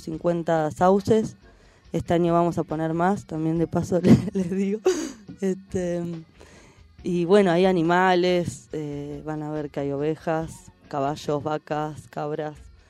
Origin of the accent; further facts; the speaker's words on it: La Plata, Buenos Aires Province, Argentina; moved away; Somos de La Plata, con mi compañero. Venimos hace 3 años a vivir acá